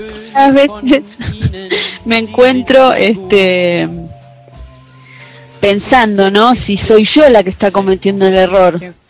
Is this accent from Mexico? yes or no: no; Argentina; tengo dos reacciones cuando digo que soy argentina